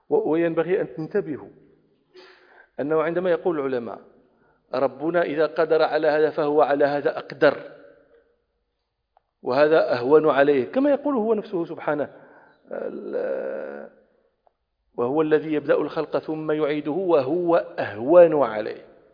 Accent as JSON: {"language": "Arabic", "country": "Morocco", "said": "عندنا في المغرب مكان اسمه مغارات دادس ومغارات تودغا"}